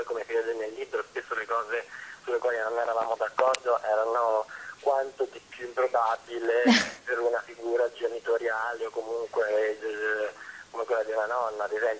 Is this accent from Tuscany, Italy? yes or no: no; Abruzzo, Italy; nella chiesa di San Cipriano, della chiesa di Colonnello, il mio paesino in Abruzzo